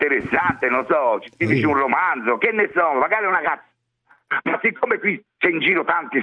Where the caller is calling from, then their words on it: Florence, Tuscany, Italy; sì, perché sono di Firenze, va bene?